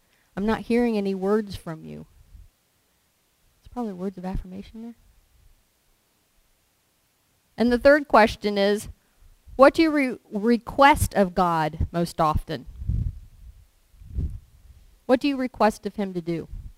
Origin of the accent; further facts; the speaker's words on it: Lewisburg, United States; I grew up in the Methodist church in town in Lewisburg.